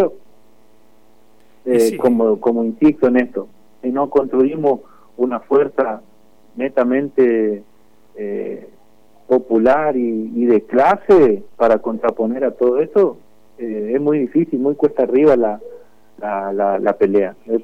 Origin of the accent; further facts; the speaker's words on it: Argentina; somos nacidos y criados en esta zona, en esta región del país, que somos netamente argentinos